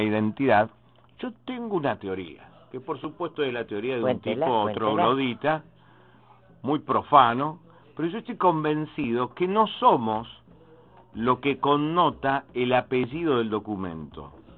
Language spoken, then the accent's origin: Spanish; Santa Fe, Argentina; En la provincia de Santa Fe, de donde vengo